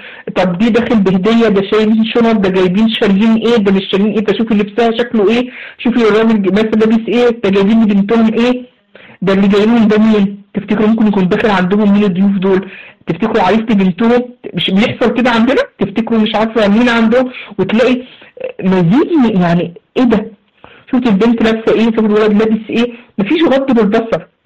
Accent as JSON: {"language": "Arabic", "country": "Egypt", "said": "عندنا في مصر يسموه هنا إيه، بيعملوا فيه مصاطب"}